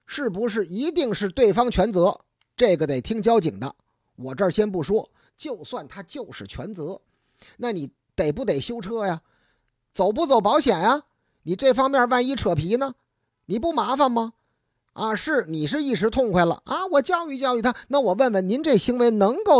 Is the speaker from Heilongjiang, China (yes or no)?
no; Beijing, China; 咱们北京人呐讲究礼数。